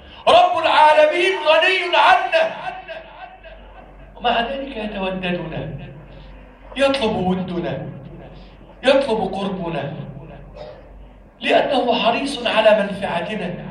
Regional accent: Egypt; اللهم احفظ بلدنا مصر من كل سوء واجعلها بلدا آمنا

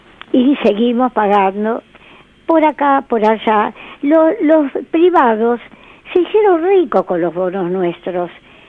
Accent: Argentina; Quiero que quiero como argentina aportar.

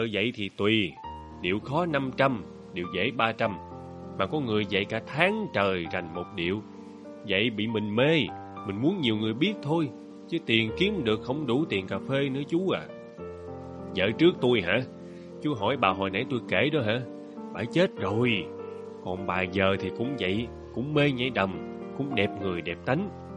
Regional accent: Long Ho, Vĩnh Long, Vietnam; Quê tôi dưới Long Hồ, ba má tôi sanh tôi ở dưới. Dưới quê mà, làm miếng đặt tên con nên … cho nó gọn.

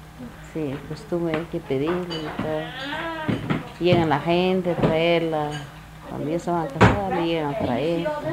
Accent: Guatemala; born there; Cuando nací, yo nací el 3 de noviembre del 49. Sí. Nací en Huitán

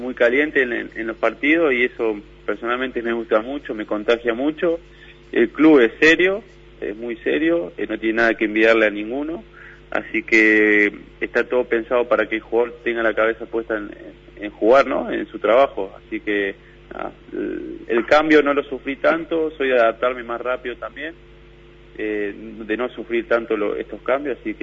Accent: Argentina; accent: Argentine; al tercero ya me estaban molestando ahí con mi idioma, con mi acento argentino

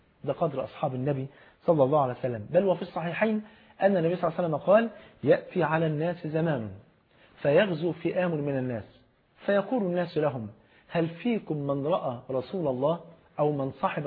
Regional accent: Egypt; المثل عندنا في مصر بيقول اختار الجار قبل الدار

